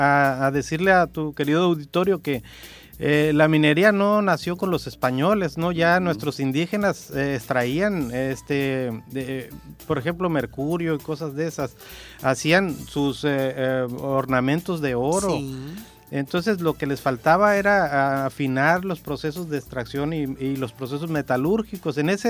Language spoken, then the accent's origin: Spanish; Mexico; nosotros lo sufrimos como mexicanos en carne propia en el sismo del 85